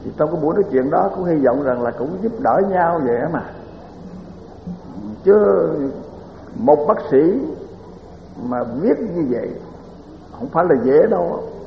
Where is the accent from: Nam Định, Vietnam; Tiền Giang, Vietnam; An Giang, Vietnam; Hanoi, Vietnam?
Tiền Giang, Vietnam; Mỹ Tho; Còn tôi thì tôi nói tôi là người Mỹ Tho, cũng là Nam Bộ, mà nếu nói theo cái đời Pháp thì gọi là Nam Kỳ.